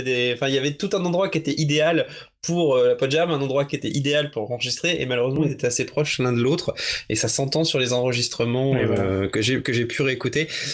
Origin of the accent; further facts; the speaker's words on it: Pontmain, Pays de la Loire, France; c'était sur mon village natal qui s'appelle Pontmain.